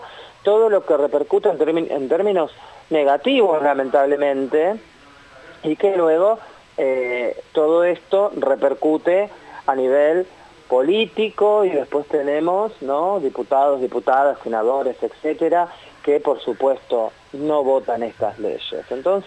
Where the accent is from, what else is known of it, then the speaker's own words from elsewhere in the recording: Buenos Aires Province, Argentina; pero somos bonaerenses, entonces también nuestro documento y nuestras consignas tienen que ver con lo que vivimos en nuestro territorio